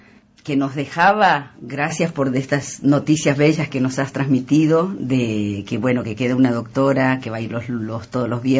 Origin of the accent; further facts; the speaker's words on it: El Salvador; soy salvadoreña y me impactó mucho esta realidad cuasi clonada con la gente necesitada de mi país